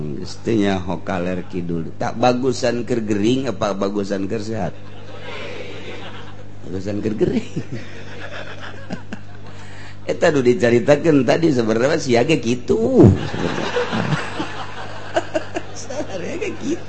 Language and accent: Indonesian; Jakarta, Indonesia; Aduh, saya dari Jakarta.